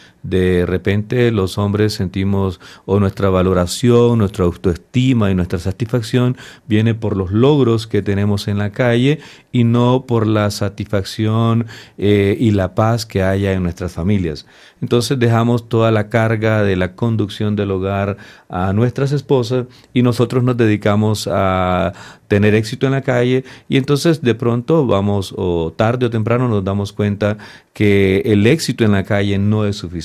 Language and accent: Spanish; Nicaragua; Los nicaragüenses decimos, soy nicaragüense por gracia de Dios. Nos identificamos de ser muy patriotas